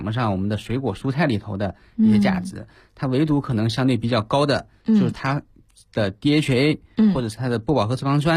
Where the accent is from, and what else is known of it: China